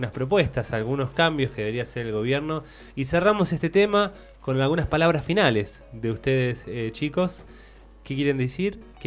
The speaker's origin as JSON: {"language": "Spanish", "country": "Argentina", "said": "¿Cuántas crisis tuvimos como argentinos?"}